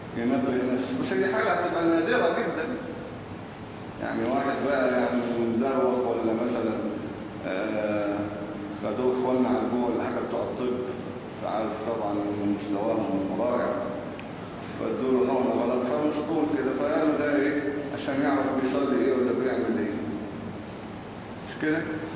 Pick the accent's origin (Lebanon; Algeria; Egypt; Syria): Egypt; فاللي ماشي عندنا في مصر ايه؟ سبعة غير تكبيرة الإحرام